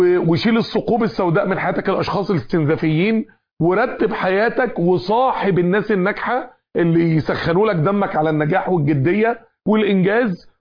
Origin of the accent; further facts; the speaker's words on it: Mansoura, Dakahlia, Egypt; من أنجح الشركات عندنا في المنصورة